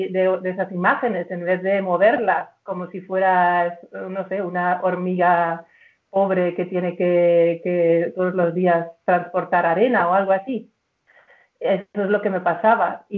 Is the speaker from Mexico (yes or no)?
no; Germany; Spanish is a second language; moved away as an adult; now in Spain; Y soy alemana, afincada aquí desde 2001. Y antes estudié diseño en Nuremberg, diseño gráfico, me especialicé en ilustración. Luego trabajé en una revista femenina en Hamburgo